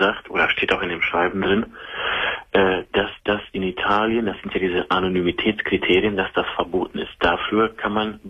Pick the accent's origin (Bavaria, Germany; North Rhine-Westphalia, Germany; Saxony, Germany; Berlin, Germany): North Rhine-Westphalia, Germany; Also ich komme aus dem Sauerland.